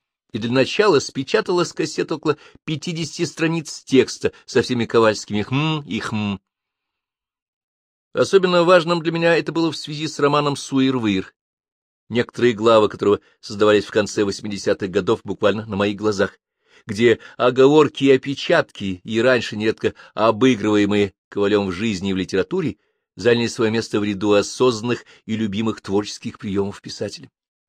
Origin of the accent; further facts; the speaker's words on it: Moscow, Russia; born there; Я родился в Москве.